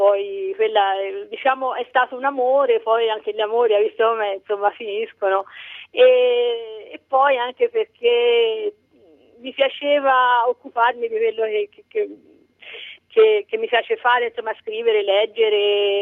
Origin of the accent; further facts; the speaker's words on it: Siena, Tuscany, Italy; sono nata a Siena e poi mi sono trasferita in questo paese a 20 anni.